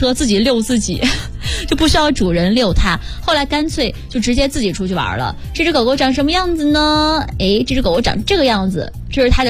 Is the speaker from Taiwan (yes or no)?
no; Shandong, China; 就在山东省内，我是山东人嘛